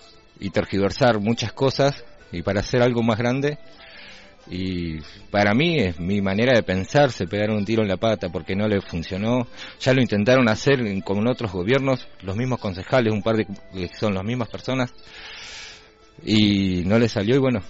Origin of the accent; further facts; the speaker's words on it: Rawson, Chubut, Argentina; now in El Hoyo, Argentina; En otros lugares, yo vengo de Rawson.